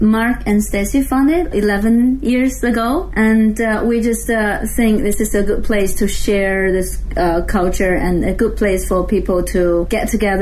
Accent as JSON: {"language": "English", "region": "Anhui", "country": "China", "said": "I'm generally come from Anhui province. It's in some central part of China."}